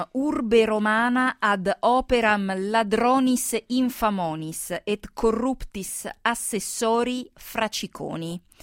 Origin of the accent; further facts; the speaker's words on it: France; sai che io sono francese